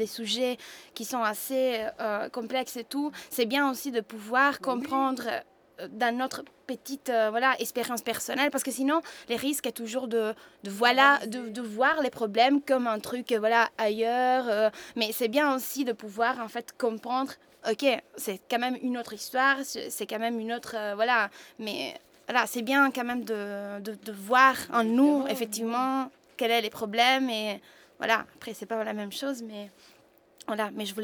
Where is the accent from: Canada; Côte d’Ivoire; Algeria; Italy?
Italy; moved away as an adult; moi je viens de l'Italie, je suis venue en Europe.